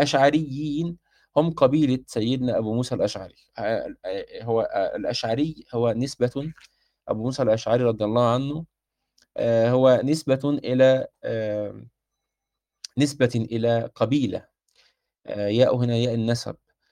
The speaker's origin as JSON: {"language": "Arabic", "country": "Egypt", "said": "زي ما احنا بنسميها عندنا في مصر كده الغديوه"}